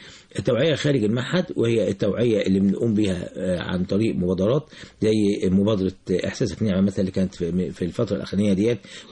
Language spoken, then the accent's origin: Arabic; Egypt; مش عندنا في مصر بس